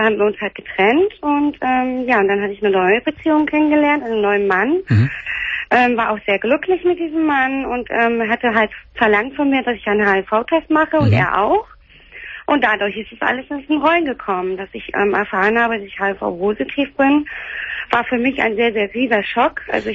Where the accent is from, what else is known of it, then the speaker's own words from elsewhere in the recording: Hamburg, Germany; Also ich komme ja aus Hamburg.